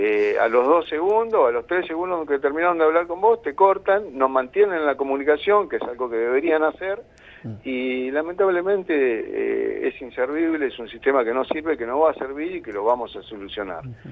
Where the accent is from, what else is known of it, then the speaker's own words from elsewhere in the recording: La Plata, Buenos Aires Province, Argentina; Así que para lo que somos de La Plata son aproximadamente unas 70 cuadras.